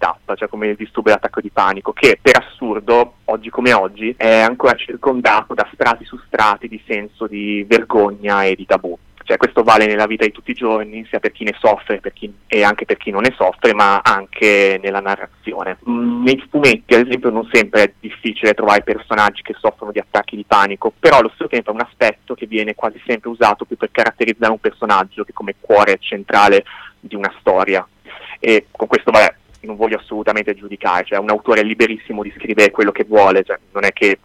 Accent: Cesenatico, Emilia-Romagna, Italy; io vivendo nella Romagnola mi sono proprio basato sul mio paese che è Cesenatico

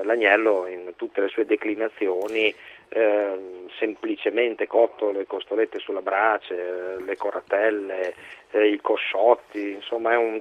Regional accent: Abruzzo, Italy; La mia di origine del centro Italia, sono abruzzese

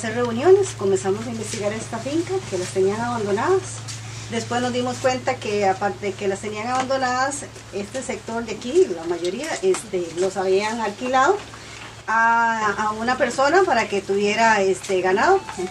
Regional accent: Guatemala; de Guatemala.

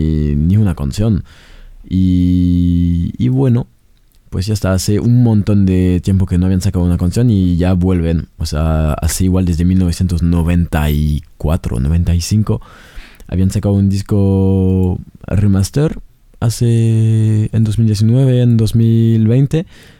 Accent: France; De mi infancia en Francia.

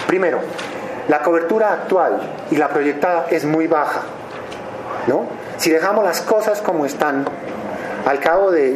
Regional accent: Pasto, Nariño, Colombia; yo no soy moderado ni soy francés, yo soy de Pasto, ¿no?

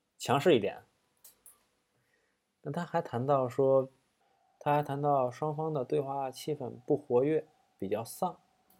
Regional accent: Tianjin, China; 因为我是天津人，我可能会带一些，就跟你上课接下茬那样的一个过程

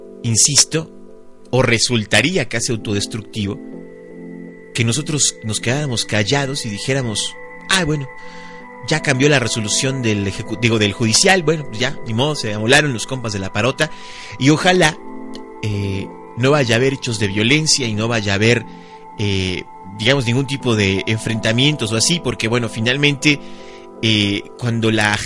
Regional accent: Mexico; no están hablando del país México, no están hablando de todos nosotros como mexicanos

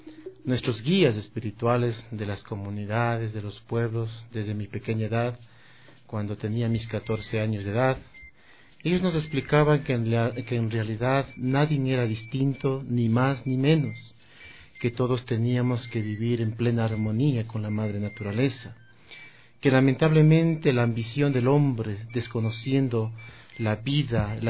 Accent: Huangopolo, Pichincha, Ecuador; yo soy de aquí, de las parroquias rurales del Cantón Quito. La parroquia mía es Huangopolo, mi tierra del cedazo, del arte, de la artesanía, es un pueblo maravilloso

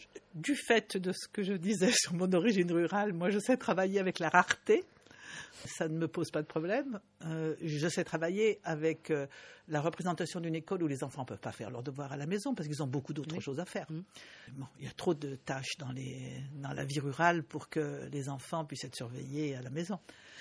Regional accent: Bangladesh; Par exemple, je viens du Bangladesh. J'étais au Bangladesh au mois de janvier.

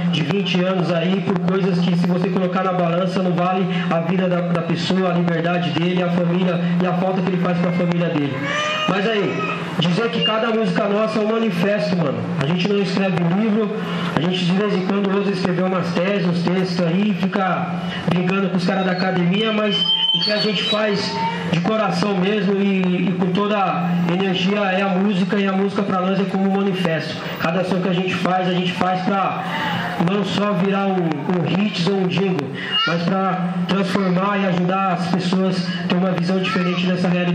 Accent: Suzano, São Paulo, Brazil; A gente é lá de Suzano, certo? Até falei pro mano que fez o cartão, falei, mano, a gente é de Suzano, bem de Suzano, bem ali do extremo da grande São Paulo, ali, divisa com o Mogi das Cruzes.

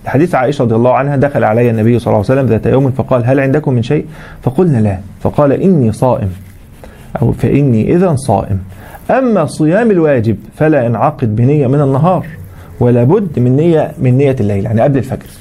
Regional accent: Egypt; عندنا في مصر الحمد لله 7 مراصد بيرصدوا الهلال

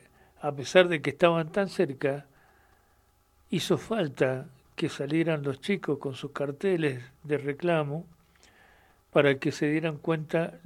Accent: Mendoza, Argentina; nos enorgullezcan como mendocinos de su existencia

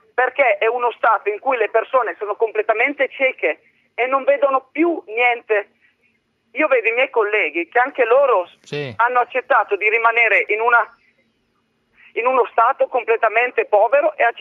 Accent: Brescia, Lombardy, Italy; Però sono cresciuto nel nord Italia, nel feudo della Lega, perché sono di Brescia.

